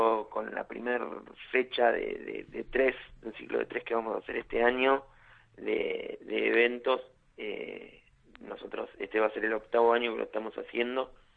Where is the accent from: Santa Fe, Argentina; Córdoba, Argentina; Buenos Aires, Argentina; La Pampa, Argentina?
Buenos Aires, Argentina; Nosotros somos del barrio de Villa Soldati, barrio que no, la oferta cultural es escasa, por no decir que es nula.